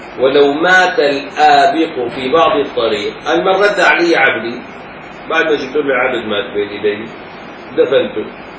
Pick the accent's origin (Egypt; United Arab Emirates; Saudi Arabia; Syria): Syria; Damascus, Damascus Governorate; يجوا كم حارة عندنا بالشام؟ عندنا مثلا 25 حارة مثلا، 30 حارة